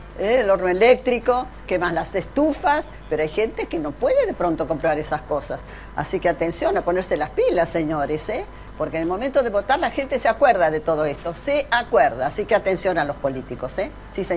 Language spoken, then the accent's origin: Spanish; Buenos Aires, Argentina; Somos sobrevivientes los porteños.